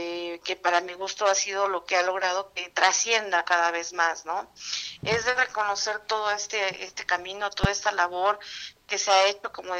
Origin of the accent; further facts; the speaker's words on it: Mexico; para el Estado de México y para, desde luego, como mexicanos, ¿no?